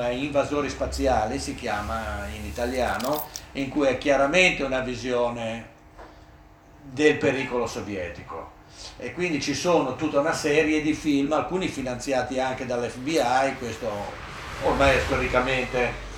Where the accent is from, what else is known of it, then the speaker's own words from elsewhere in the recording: Genoa, Liguria, Italy; io come si dice, sono di Genova, era un po' riservato quando ero bambina